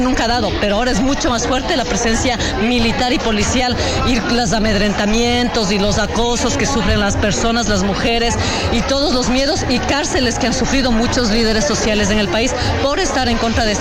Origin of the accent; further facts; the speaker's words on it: Ecuador; vengo de Ecuador